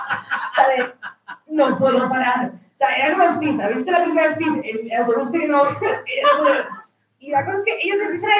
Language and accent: Spanish; Community of Madrid, Spain; moved away as an adult; now in Galicia, Spain; yo no soy gallega, yo soy madrileña, pero me fui a Galicia por amor, por mi marido.